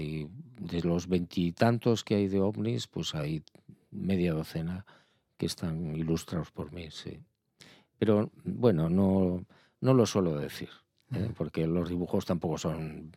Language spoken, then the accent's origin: Spanish; Pamplona, Navarre, Spain; born there; Nací en Pamplona por accidente militar.